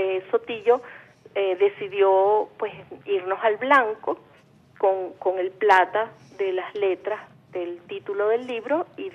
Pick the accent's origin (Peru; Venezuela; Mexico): Venezuela; Caracas, Capital District; born there; nací en Caracas en el 55